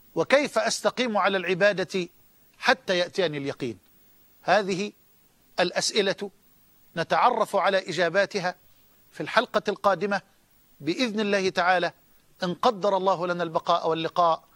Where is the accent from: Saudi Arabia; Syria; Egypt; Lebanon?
Egypt; وأسأل الله جل وعلا أن يجعل بلدنا مصر أمنا أمانا